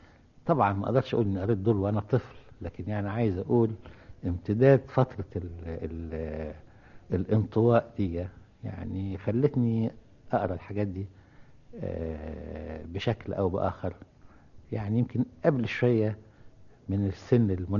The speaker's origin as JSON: {"language": "Arabic", "town": "Cairo", "region": "Cairo Governorate", "country": "Egypt", "tie": "born or raised there", "said": "ولو أني يعني صعيدي في الأصل، لكن يعني نشأت في القاهرة يعني."}